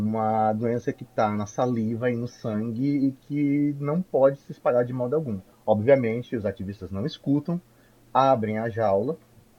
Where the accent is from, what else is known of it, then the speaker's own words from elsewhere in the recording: North Region, Brazil; Mas eu sou da Amazônia.